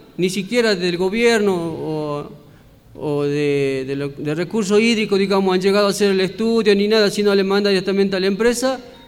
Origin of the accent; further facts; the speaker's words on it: Salinas Grandes, Jujuy, Argentina; después hay un levantamiento también en Salinas Grandes, de donde vengo, por la defensa de la sal